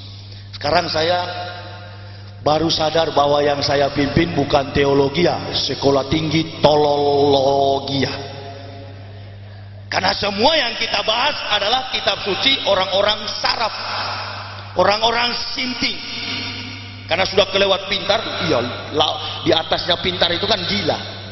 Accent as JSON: {"language": "Indonesian", "town": "Manado", "region": "North Sulawesi", "country": "Indonesia", "tie": "born or raised there", "said": "Kampung saya Manado"}